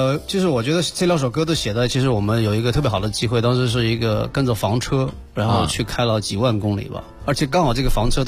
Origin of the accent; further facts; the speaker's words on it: Hunan, China; 因为我们来自于一个湖南湘西的一个小城市，对，然后突然来到北京这么大一个城市